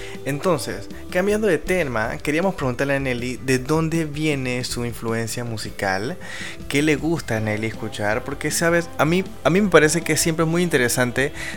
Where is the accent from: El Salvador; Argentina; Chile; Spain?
El Salvador; moved away as an adult; now in Panama; yo soy de El Salvador. Tengo un poquito más de 5 años viviendo en Panamá. Llegué en marzo de 2014. Y la verdad es que me encanta Panamá. Me ha panameñizado de una manera tan increíble que mi acento se mezcla con el acento local